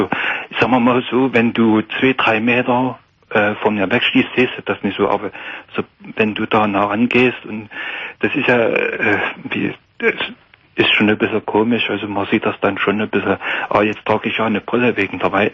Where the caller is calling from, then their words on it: Saxony, Germany; gerade hier bei uns in Sachsen, wenn Veranstaltungen sind und so, da geht man ja schon hin, wenn es Weindorf ist in der Stadt und so.